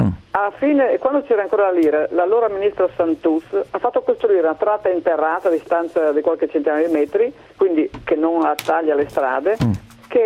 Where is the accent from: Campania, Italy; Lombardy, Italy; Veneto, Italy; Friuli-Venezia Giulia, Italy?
Friuli-Venezia Giulia, Italy; Udine; Buongiorno, io sono di Udine.